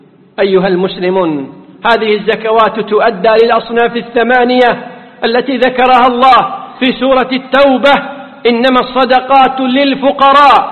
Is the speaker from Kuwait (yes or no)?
yes; Kuwait; والذي يفتى به اليوم في بلدنا الكويت